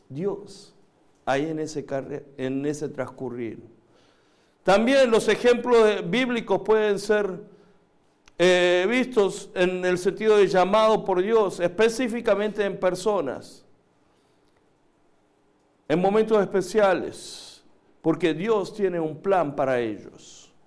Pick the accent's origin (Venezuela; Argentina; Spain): Argentina; also born or lived in Korea / United States; now in Mexico; nací en Corea, crecí en Argentina, estudié en Estados Unidos, ahora estoy aquí en México ministrando.